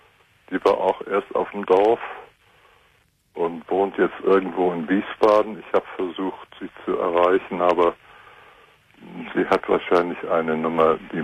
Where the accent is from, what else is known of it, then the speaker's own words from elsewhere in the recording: Gdańsk, Pomeranian Voivodeship, Poland; born there; Das ist so unsere Heimatsee. Ich bin gebürtiger Danziger.